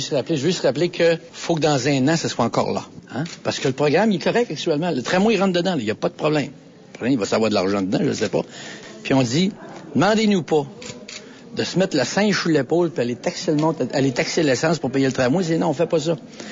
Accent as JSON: {"language": "French", "region": "Quebec", "country": "Canada", "said": "On est des Nord-Américains, et premièrement, les villes sont beaucoup moins densifiées, en tout cas, quant à Québec."}